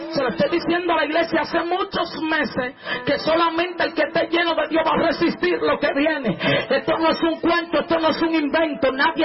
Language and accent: Spanish; Dominican Republic; Porque nosotros venimos de Dominicana, usted ve los videos. Allá la gente piensa que somos locos